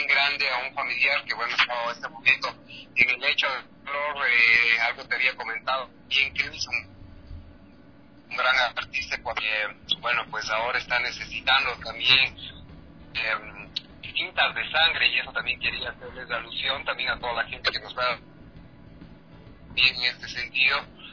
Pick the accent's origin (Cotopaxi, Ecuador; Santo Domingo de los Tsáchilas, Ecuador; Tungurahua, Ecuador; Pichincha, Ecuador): Pichincha, Ecuador; Quito; Yo realmente soy quiteño y agradezco muchísimo ser ecuatoriano